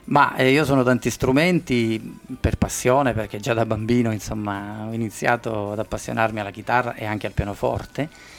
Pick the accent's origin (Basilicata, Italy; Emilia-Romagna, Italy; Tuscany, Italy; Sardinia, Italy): Basilicata, Italy; moved away; also born or lived in Calabria; io non sono calabrese, in realtà sono nativo della Basilicata, ma mi sento ormai un calabrese di adozione perché sono lì da tanti tanti anni